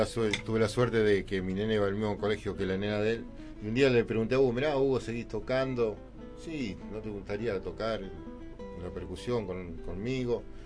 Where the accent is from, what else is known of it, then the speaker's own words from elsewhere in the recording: Presidente Derqui, Buenos Aires Province, Argentina; Todo de Presidente Derqui